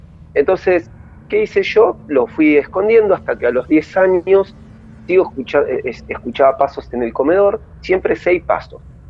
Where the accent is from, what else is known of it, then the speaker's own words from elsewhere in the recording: Lanús, Buenos Aires Province, Argentina; Yo vengo de Lanús Este